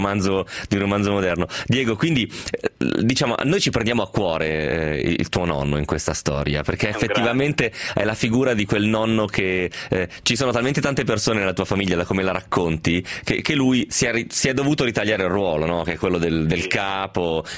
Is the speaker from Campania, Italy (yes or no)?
no; Parma, Emilia-Romagna, Italy; noi siamo di Parma, ragazzi